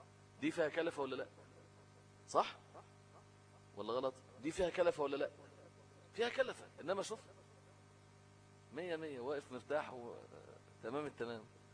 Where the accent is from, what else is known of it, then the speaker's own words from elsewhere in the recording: Egypt; لان المشهور عندنا في مصر ايه، حفص مش ورش